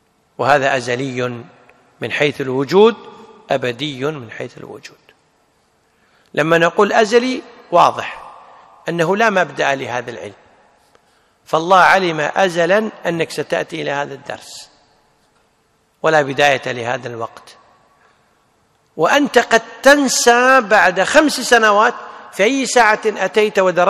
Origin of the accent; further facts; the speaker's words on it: Kuwait; عندنا في الكويت اسمها وزارة التخطيط.